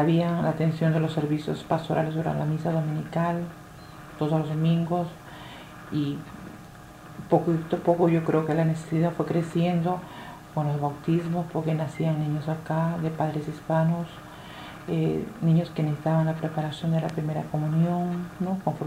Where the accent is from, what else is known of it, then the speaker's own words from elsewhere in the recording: Peru; mi experiencia en mi país, en la cual soy peruana